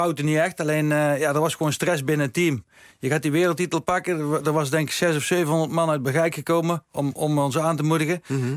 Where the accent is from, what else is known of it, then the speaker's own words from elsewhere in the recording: Bergeijk, North Brabant, Netherlands; Dat was echt een hele mooie huldiging bij ons in Bergijken.